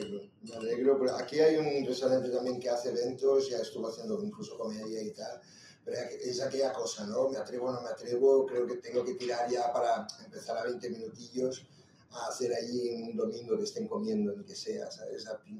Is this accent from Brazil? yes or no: yes; Brazil; Mira, obvio, yo vengo de Brasil, ahí ya el humor es un poquillo diferente, ¿no?